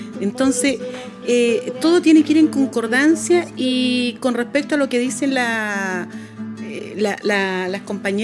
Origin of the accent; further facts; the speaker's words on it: Camiña, Tarapacá, Chile; now in Arica, Chile; yo que vengo del pueblo de Camiña, mi mamá que recorrió todo el interior